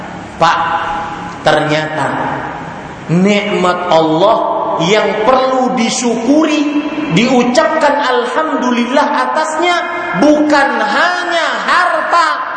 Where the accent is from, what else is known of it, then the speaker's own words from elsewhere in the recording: Banjarmasin, South Kalimantan, Indonesia; Di Banjarmasin di kota saya, karena di sana banyak bos batu bara, itu rumah tinggal 5 tingkat.